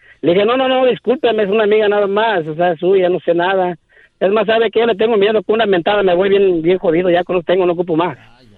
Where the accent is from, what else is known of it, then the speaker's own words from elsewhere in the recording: Michoacán, Mexico; Pues imagínese, soy de Michoacán, pregúntele a la verdad, ¿cómo somos?